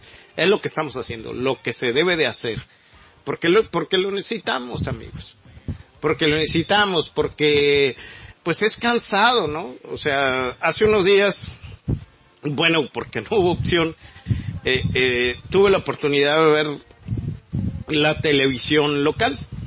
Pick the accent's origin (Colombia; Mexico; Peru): Mexico; debemos de entender esto como mexicanos, como sociedad, como nación.